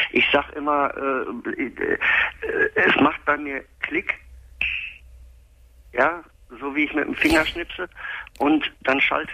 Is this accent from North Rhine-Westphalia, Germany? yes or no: yes; Dortmund, North Rhine-Westphalia, Germany; also ich komme aus Dortmund.